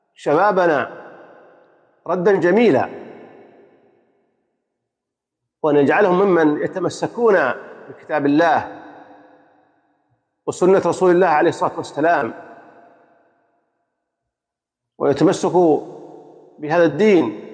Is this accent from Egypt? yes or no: no; Saudi Arabia; وأن يحفظ بلادنا المملكة العربية السعودية بلاد الحرمين الشريفين